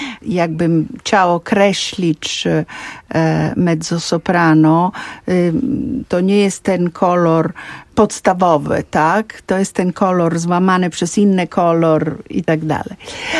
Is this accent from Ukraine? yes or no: no; Florence, Tuscany, Italy; Ja się wychowywałam w domu przede wszystkim florenckim.